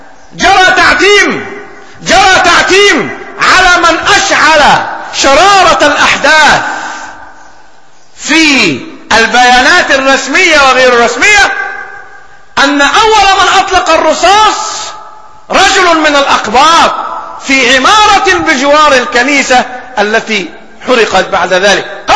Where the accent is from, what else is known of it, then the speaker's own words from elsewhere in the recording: Egypt; ولكن طرأت ظروف في بلدنا مصر.